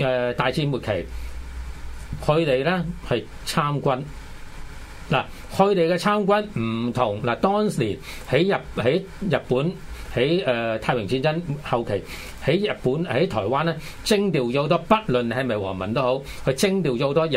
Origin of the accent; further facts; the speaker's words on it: Hong Kong; 都係護照裡面個名係都改埋嘅，唔同我哋香港人，我哋改英文名，我隨便去改。